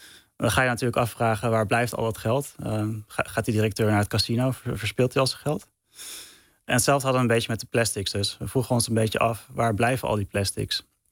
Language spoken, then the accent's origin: Dutch; Castricum, North Holland, Netherlands; also born or lived in Amsterdam; Ja, ik ben geboren in Amsterdam. Maar ik ben opgegroeid in Castricum in principe. Dus naast de Noordzee.